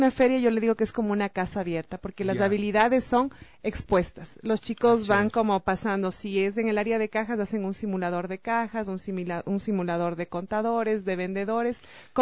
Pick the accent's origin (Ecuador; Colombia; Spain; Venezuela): Ecuador; nos encanta comer como buenos ecuatorianos que somos.